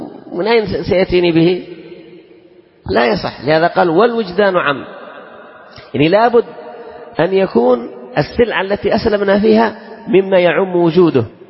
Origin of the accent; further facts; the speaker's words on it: Yemen; إذن هذه لا يمكن أن نسلم فيها عندنا في اليمن